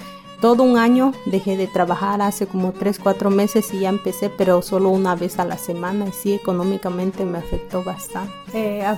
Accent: Xochistlahuaca, Guerrero, Mexico; Soy de Xochislahuaca, Guerrero.

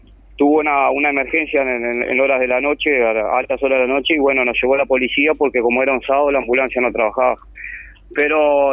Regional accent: Uruguay; que somos uruguayos y que no escapamos a la realidad que acoge a todo el país

